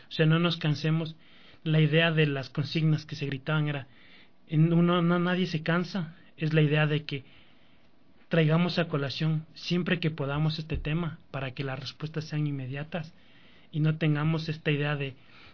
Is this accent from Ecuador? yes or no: yes; Ecuador; las necesidades que tenemos como ecuatorianos